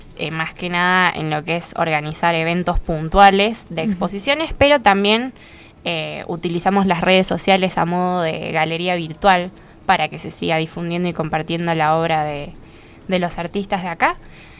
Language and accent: Spanish; Villa Giardino, Córdoba, Argentina; somos todos de Yardino.